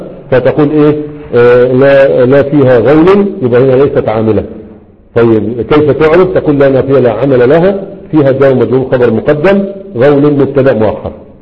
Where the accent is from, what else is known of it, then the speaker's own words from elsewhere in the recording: Egypt; لكن عندنا في مصر ما في طبقات